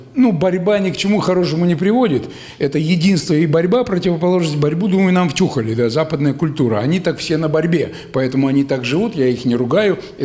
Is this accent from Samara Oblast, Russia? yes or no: no; Kostroma, Kostroma Oblast, Russia; я из Костромы-то, из Волги